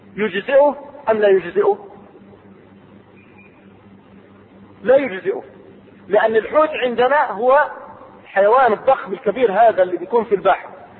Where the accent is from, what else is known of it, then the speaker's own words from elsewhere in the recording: Egypt; العنبر عندنا في مصر يشم ولا يؤكل؟